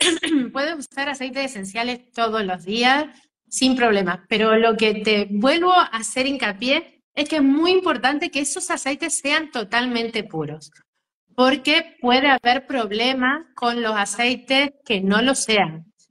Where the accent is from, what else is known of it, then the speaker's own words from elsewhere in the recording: Argentina; now in Spain; Yo soy argentina, pero vivo en España, y la semana que viene me voy a visitar mi tierra